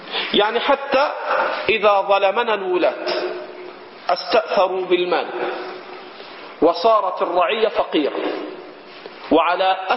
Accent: Egypt; عندنا في مصر

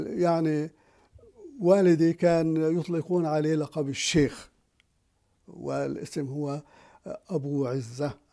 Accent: Palestine; طبعا كان في دكاكين، كان في الطريق الرئيسي هو الطريق المعبد الآتي من جنوب فلسطين ومتجه إلى الشمال، يمر بطرف القرية

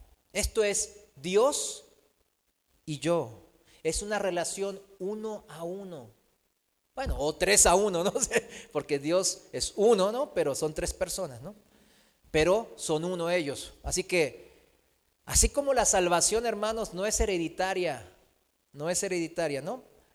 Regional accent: South Korea; O sea, aquí yo soy, vengo de Corea

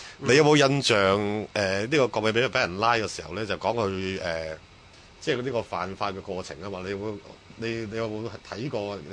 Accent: Hong Kong; 如果用我哋喺香港长大嗰个理解方法咧

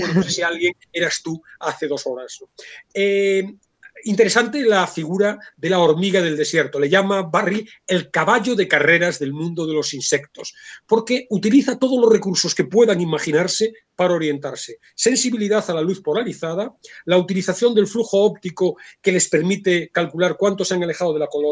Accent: Vigo, Galicia, Spain; born there; yo soy de mar y me gusta mucho el mar, yo soy nacido en Vigo y me gusta mucho la playa

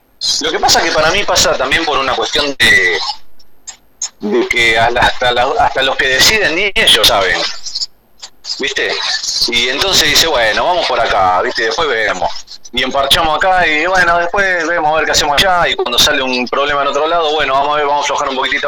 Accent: Buenos Aires, Argentina; nosotros somos de Capital Federal, pero estamos ahí pegaditos a la zona oeste de Provincia de Buenos Aires, ¿viste?

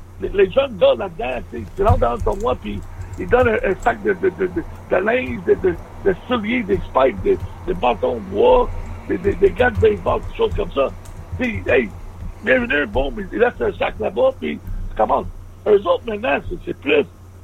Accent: Canada; Et moi je suis Canadien

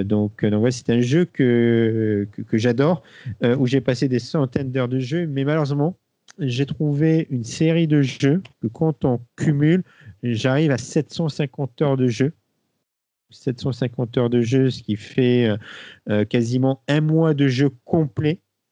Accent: Occitanie, France; vu qu'on est occitan

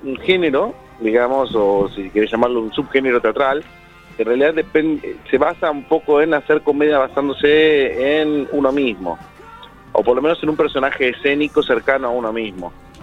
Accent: Coghlan, Buenos Aires, Argentina; Somos las tres personas de Coghlan.

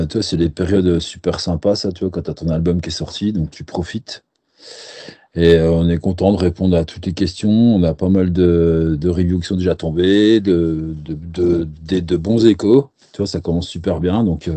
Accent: Besançon, Bourgogne-Franche-Comté, France; On est de Besançon, on a tous pas mal de groupes avant

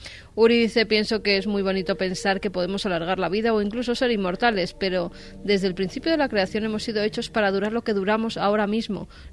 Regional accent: Madrid, Community of Madrid, Spain; de Orcasitas. Hoy en Olías del Rey.

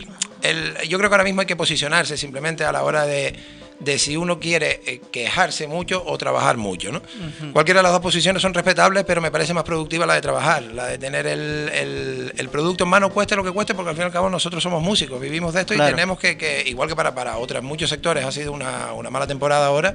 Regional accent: Canary Islands, Spain; also born or lived in Bogotá, Colombia; Soy muy canario.

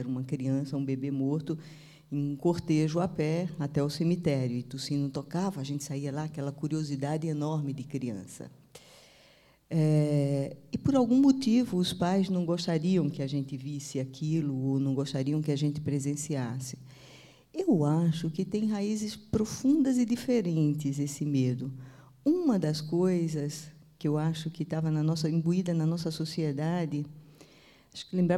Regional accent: Recife, Pernambuco, Brazil; born there; eu nasci no Recife, e eu convivi de perto com mortalidade infantil.

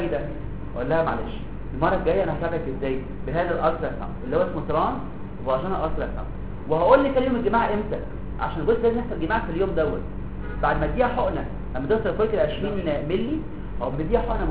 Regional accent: Egypt; احنا برضه عندنا في مصر قله اكل السمك

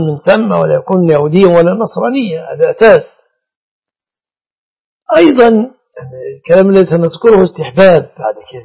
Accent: Egypt; إن هذا السائد في بلادنا مصر

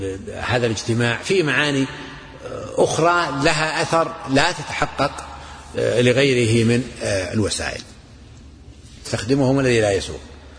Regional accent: Najd, Saudi Arabia; يعني عندنا مثلا عندنا في نجد بعض البيئات يسمون الأم

